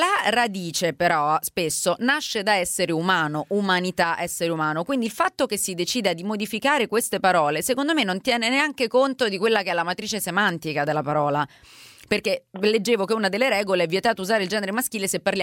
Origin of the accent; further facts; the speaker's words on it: Rome, Lazio, Italy; Sono romana e so bene cosa vuol dire